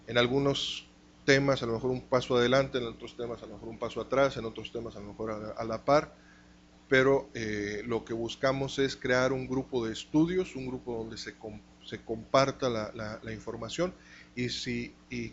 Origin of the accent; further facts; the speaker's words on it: Monterrey, Nuevo León, Mexico; Soy de aquí de Monterrey.